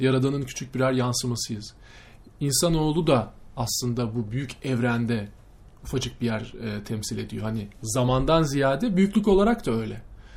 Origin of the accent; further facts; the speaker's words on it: Ankara, Turkey; Memleketimi sorsan Ankaralıyım.